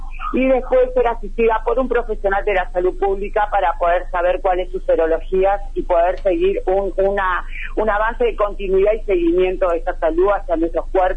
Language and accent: Spanish; Lomas de Zamora, Buenos Aires Province, Argentina; Yo soy de Lomas de Zamora, el barrio Ingeniero Busque, nací y criada en esta localidad.